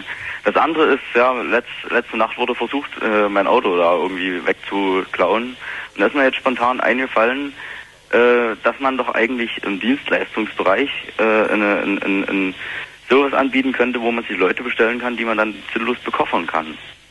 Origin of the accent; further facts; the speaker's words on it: Saxony, Germany; Lausitz, ich komme aus der Westlausitz.